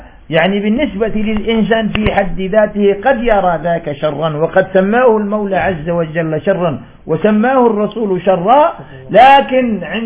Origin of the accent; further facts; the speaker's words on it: Algeria; والله نجد مثل هذا عندنا في الجزائر